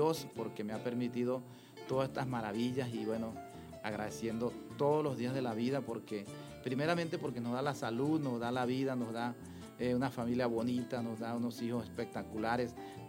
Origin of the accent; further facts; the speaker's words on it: Santa Rosa, Barinas, Venezuela; vengo de Santa Rosa de Barinas